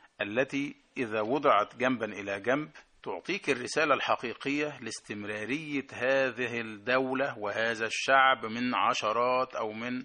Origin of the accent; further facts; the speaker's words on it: Egypt; moved away as an adult; وأنا أعتقد أنا يعني بحكم مصرياتي وثقافتي أضفت لهم الكثير